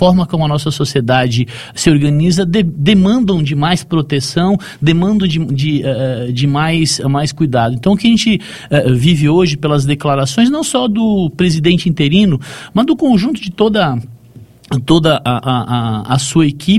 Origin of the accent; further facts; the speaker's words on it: Chapecó, Santa Catarina, Brazil; Sou aqui de Chapecó